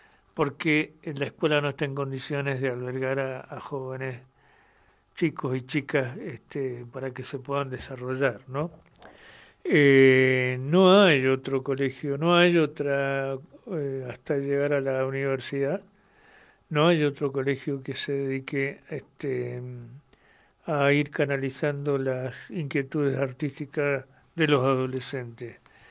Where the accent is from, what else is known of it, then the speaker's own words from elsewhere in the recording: Mendoza, Argentina; nos enorgullezcan como mendocinos de su existencia